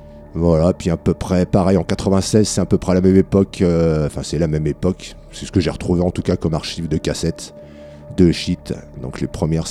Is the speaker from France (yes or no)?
yes; France; forcément pas mal en France vu qu'on est français.